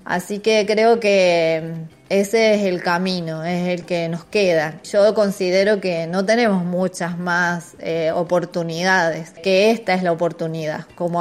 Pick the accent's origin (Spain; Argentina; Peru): Argentina; todos queremos conservar lo que es nuestro, lo que nos representa además como argentinos.